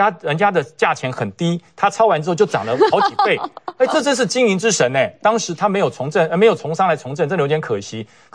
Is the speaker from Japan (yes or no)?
no; Taipei, Taiwan; born there; also born or lived in Taoyuan; 我在台北出生，在桃园只住了27年而已